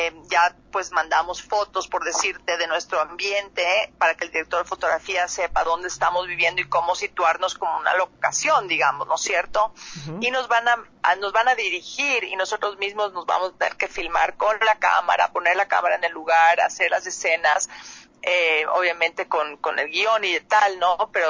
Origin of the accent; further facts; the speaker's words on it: Ecuador; pero somos varios actores de Ecuador. Está Roberto Manrique, Diego Miñone y yo de Ecuador